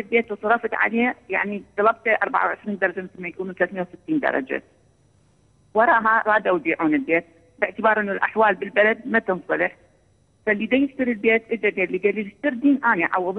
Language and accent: Arabic; Iraq; انا يعني عندنا بالعراق يطلع تقاعد